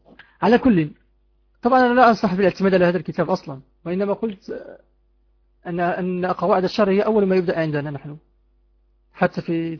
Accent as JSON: {"language": "Arabic", "country": "Morocco", "said": "نسيت كتاب يدرس عندنا في المغرب في السنة الأولى ثانوي أو الثانية ثانوي"}